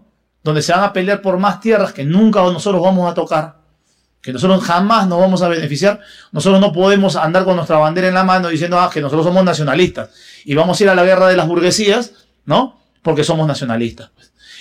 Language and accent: Spanish; Peru; Yo soy peruano